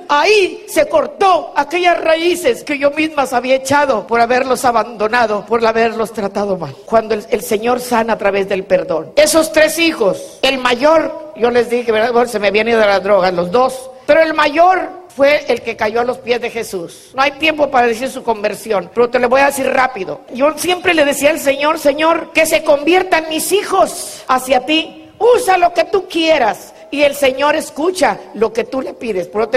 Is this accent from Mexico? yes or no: yes; Mexico; porque yo soy mexicana, no porque tenga Davis. No, hombre, soy mexicana y como mexicana conozco mi cultura.